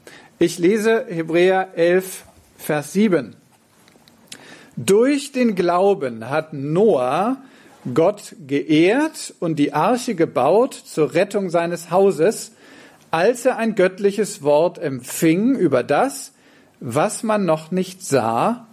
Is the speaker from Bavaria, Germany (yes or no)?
no; Verden an der Aller, Lower Saxony, Germany; ich komme aus Verden an der Aller